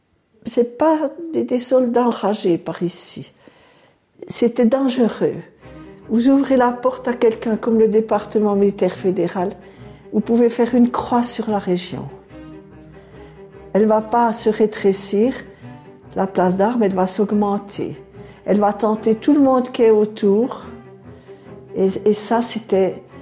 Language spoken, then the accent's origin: French; Lajoux, Jura, Switzerland; que je suis née à l'Ajou, que je suis originaire de l'Ajou, très attachée aux Franches-Montagnes